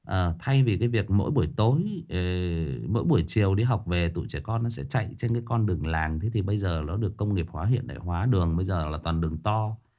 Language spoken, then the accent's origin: Vietnamese; Thai Nguyen, Vietnam; Tôi thiệt thòi hơn nhiều anh chị em là tôi xa quê. Bố mẹ tôi thì quê gốc ở Hưng Yên, lên lập nghiệp ở trên Thái Nguyên. Và anh chị em tôi là được sinh ra và lớn lên ở đây.